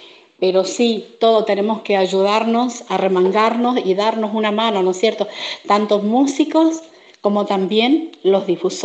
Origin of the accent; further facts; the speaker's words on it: Formosa, Argentina; Vengo de la provincia de Formosa